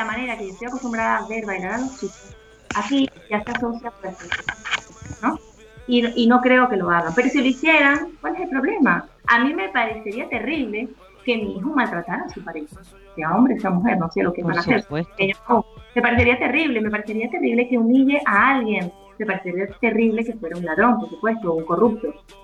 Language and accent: Spanish; Venezuela; Nosotros en mi tierra, en Venezuela, la salsa y el merengue se baila y la pareja está muy pegada.